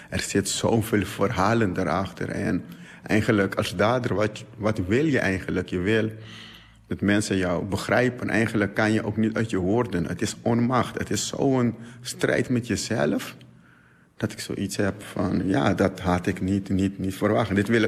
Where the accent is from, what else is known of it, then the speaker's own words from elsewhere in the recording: Curaçao; born there; Geboren op Curaçao.